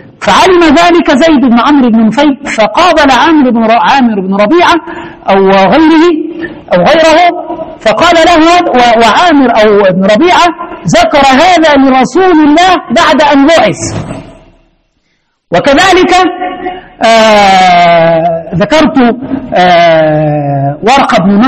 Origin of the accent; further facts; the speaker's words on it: Egypt; زي ما زمان في عندنا في مصر في واحد اسمه الفتوة